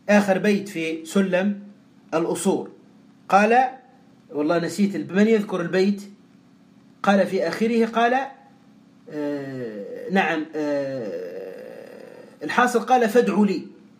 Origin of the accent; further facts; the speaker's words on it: Tunisia; كهذا الرجل الذي اشتهر عندنا في تونس وتأتيه الناس بالآلاف